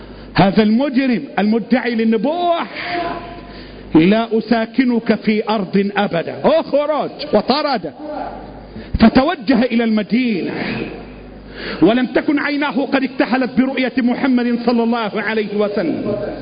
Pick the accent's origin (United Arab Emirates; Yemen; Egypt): Egypt; اللهم احفظ لنا بلدنا مصر، اللهم احفظ بلدنا مصر